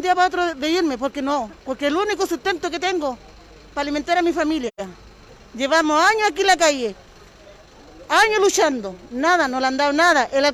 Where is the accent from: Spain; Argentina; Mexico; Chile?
Chile; Araucanía; Que yo soy la región de la Araucanía. Humillándome así de esa manera a mí, que soy de acá, mujer nativa, mapuche, a mucha honra